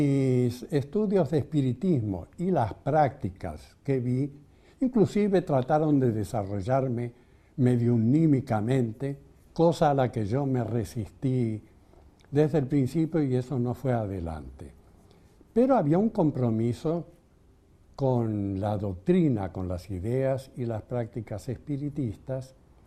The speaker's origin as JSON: {"language": "Spanish", "country": "Argentina", "tie": "born or raised there", "said": "mis dos hermanas mayores nacidas en Barcelona, fueron bautizadas, pero los que nacimos acá en la República Argentina ya no fuimos bautizados, fuimos creados en una atmósfera de libre pensamiento."}